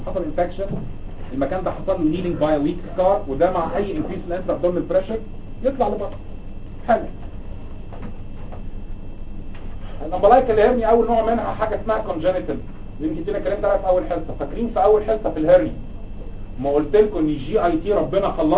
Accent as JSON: {"language": "Arabic", "country": "Egypt", "said": "انت عندنا في مصر"}